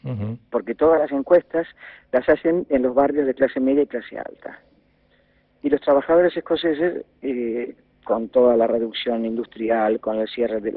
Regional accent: Argentina; now in Spain; yo, que soy un argentino que hace 25 años que vivo acá

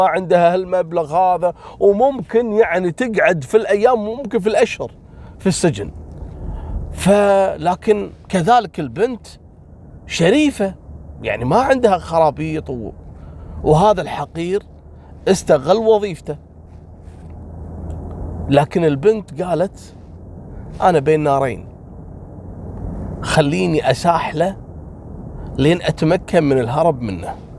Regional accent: Kuwait; القصة هذه حصلت عندنا في الكويت عام 2019

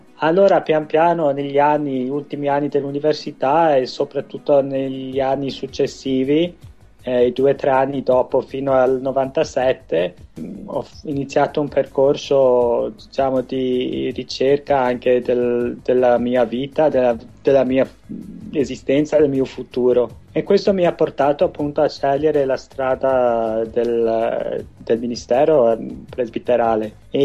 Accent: Wales, United Kingdom; Io proprio nello stesso senso sono missionario, ma proprio nella mia terra nativa, nella diocesi nella quale poi sono stato ricevuto nella chiesa.

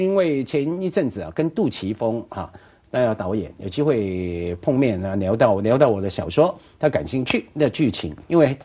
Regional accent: Wan Chai, Hong Kong; 我在湾仔区长大

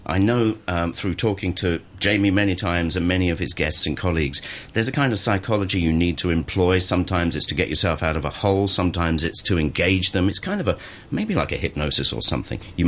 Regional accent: England, United Kingdom; you know in some countries I come from England, perhaps in the States it's the same

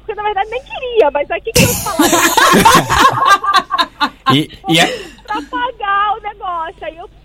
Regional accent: Brazil; mas voltei pra pagar e eu sou brasileira

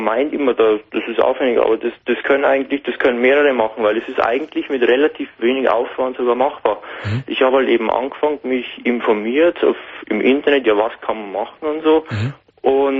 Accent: Bavaria, Germany; aber bei uns natürlich in Bayern kommt eben das Problem hinzu, dass wir eben mit unserem mit unserem Dialekt, genau.

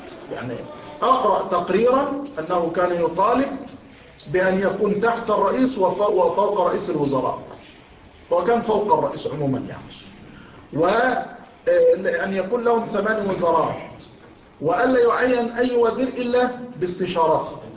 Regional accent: Dakahlia, Egypt; أن أحد مفتشي الأوقاف عندنا في الدقهلية

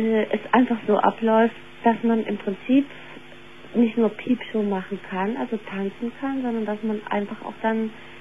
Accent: Cologne, North Rhine-Westphalia, Germany; ich kam aus der Kölner Kunstszene, also ich komme aus Köln

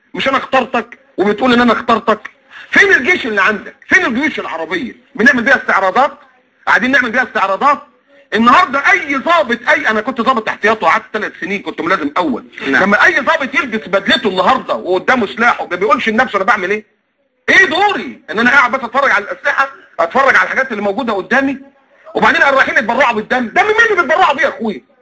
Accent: Egypt; يعني مصر للاسف انا مكسوف وانا قاعد ان انا ابقى مصري

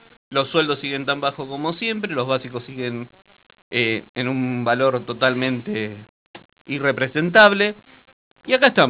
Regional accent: Argentina; Y soy argentino y trabajo para el Estado argentino, ¿no?

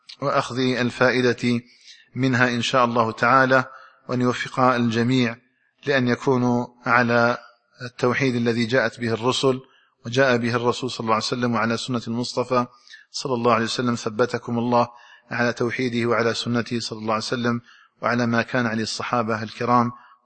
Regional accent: Algeria; اللهم اجعل بلدنا الجزائر آمنا مطمئنا

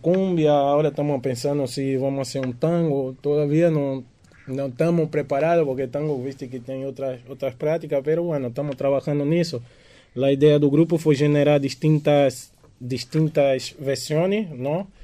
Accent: Recife, Pernambuco, Brazil; Spanish is a second language; De Recife.

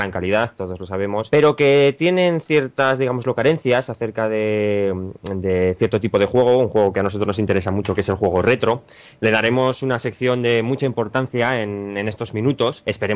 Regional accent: Zaragoza, Aragon, Spain; yo, en este caso el presentador, como os he dicho, soy de Zaragoza

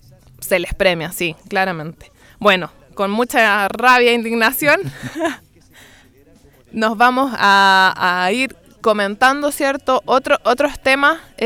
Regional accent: Chile; Nosotros ya como chilenos y chilenas conocemos esta historia

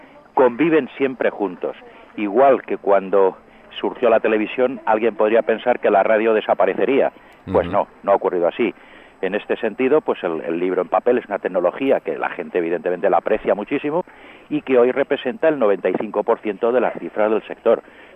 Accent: Albacete, Castilla-La Mancha, Spain; born there; now in Madrid, Spain; yo soy nacido en Albacete, uh-huh, soy albaceteño

